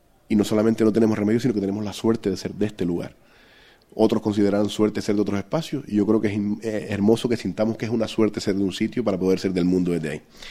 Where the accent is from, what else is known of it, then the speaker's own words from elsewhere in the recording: Canary Islands, Spain; el poder presentar el programa Tenderete, un programa con el que yo pues prácticamente también me crié, como tantos canarios